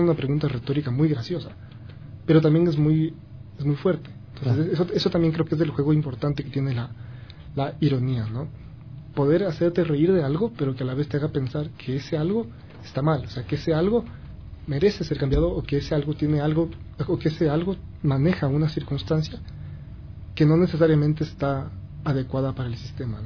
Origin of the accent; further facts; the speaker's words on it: Ecuador; Y es como que todos somos ecuatorianos.